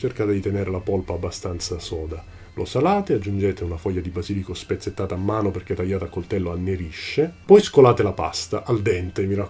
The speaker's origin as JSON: {"language": "Italian", "town": "Catania", "region": "Sicily", "country": "Italy", "said": "voglio insistere sul fatto che sono catanese"}